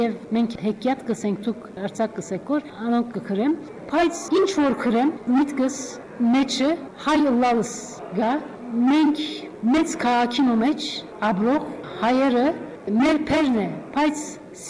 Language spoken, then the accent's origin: Armenian; Adıyaman, Turkey; born there; first language Turkish; Armenian is a second language; now in Istanbul, Turkey; բայց բոլսացի չեմ, Անատոլիա մեջ Ադիաման ծնած եմ, բոլոր ընտանիքը սալ Հոնգեի գերենք 70-ները, 40 տարի էի վեր Բոլիս Գաբրինք, հայլալով, հայախոս չեմ, վերջերս սորվեցա